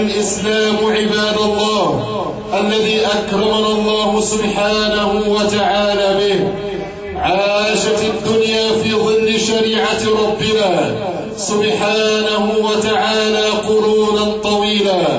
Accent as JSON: {"language": "Arabic", "country": "Egypt", "said": "لقد أكرم الله سبحانه وتعالى بلدنا مصر"}